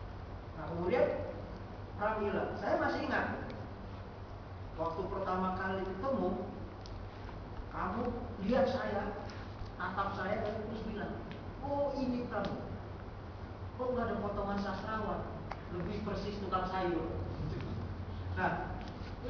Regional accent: Depok, West Java, Indonesia; Saya orang Depok ya, tinggal di Depok, kuliah di Depok

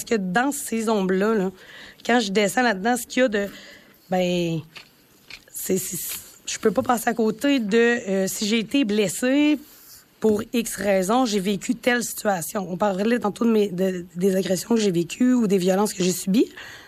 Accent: Val-d'Or, Quebec, Canada; c'est peut-être parce que je viens de Val-d'Or. Tu sais, à Val-d'Or, il y a beaucoup de mines. C'est un milieu minier.

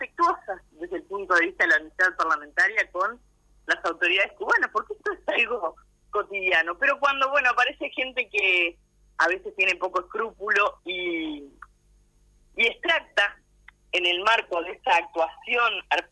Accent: Uruguay; porque acá somos todos uruguayos, somos parte de una comunidad política que tiene que dar ejemplos de eso

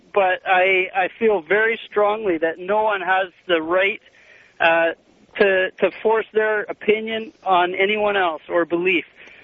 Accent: Canada; I'm from Canada here

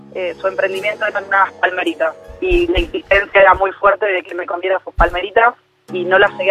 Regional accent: Buenos Aires, Argentina; De Capital, vivo en el Barrio Olímpico.

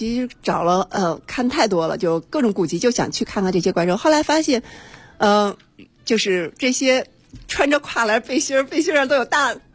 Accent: Beijing, China; 那我们北京人嘛，要尽点地主之谊，有的时候就会陪朋友去

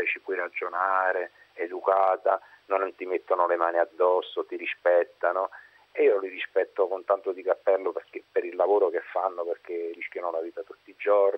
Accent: Naples, Campania, Italy; now in Alassio, Italy; io sono di Napoli, adesso mi trovo ad Alassio per lavoro. Però io, diciamo così, negli anni 78-80 vivevo a Napoli

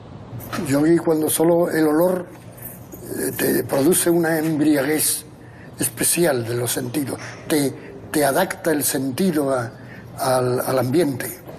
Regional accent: Andalusia, Spain; Me siento muy andaluz, pero muy andaluz en un sentido que no es el característico o el que más se difunde

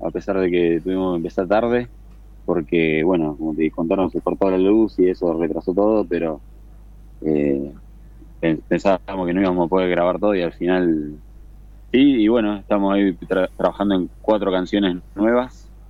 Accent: Capilla del Monte, Córdoba, Argentina; Yo soy el único local, nacido y criado acá en Capilla del Monte

